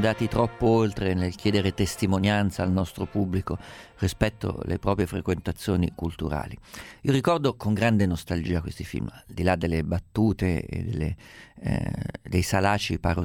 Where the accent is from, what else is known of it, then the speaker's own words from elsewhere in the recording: Umbria, Italy; io sono umbro